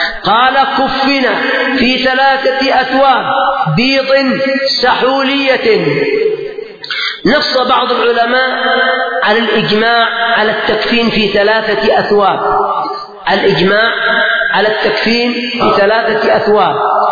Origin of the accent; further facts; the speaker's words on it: Yemen; لما نحن من اليمن